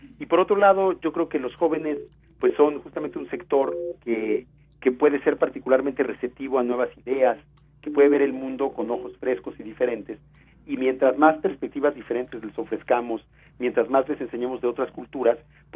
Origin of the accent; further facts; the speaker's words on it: Mexico; hoy los mexicanos del siglo XXI definimos quiénes somos como mexicanos